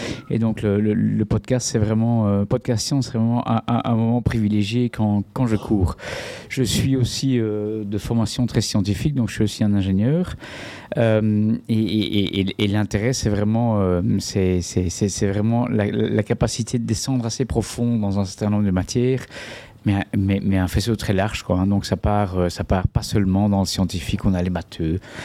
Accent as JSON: {"language": "French", "country": "Belgium", "said": "je viens de Belgique."}